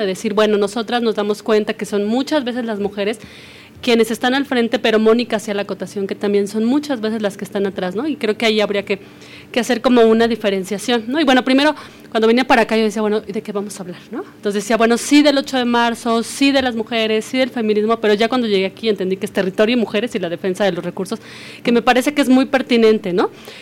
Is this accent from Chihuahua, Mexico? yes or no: no; Mexico City, Mexico; soy chilanga, estudié comunicación social